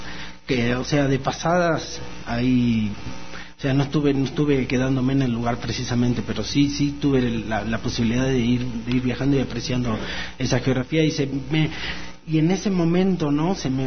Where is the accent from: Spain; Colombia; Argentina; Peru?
Argentina; also born or lived in Ecuador; soy argentino, además soy ecuatoriano